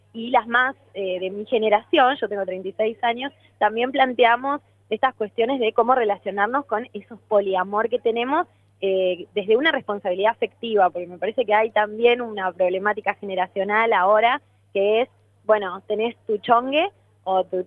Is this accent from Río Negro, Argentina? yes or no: no; Ushuaia, Tierra del Fuego, Argentina; born there; también espero que pueda llegar a mi ciudad natal, que es Ushuaia, Tierra del Fuego.